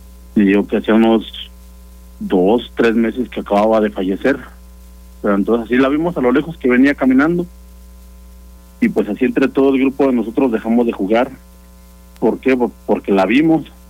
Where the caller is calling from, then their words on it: Celaya, Guanajuato, Mexico; De Celaya.